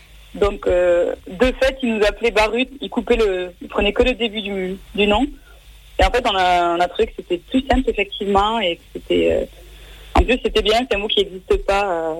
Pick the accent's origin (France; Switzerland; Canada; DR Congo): France; Montpellier, Occitanie; Je viens de Montpellier, et c'est là qu'on a créé le groupe aussi.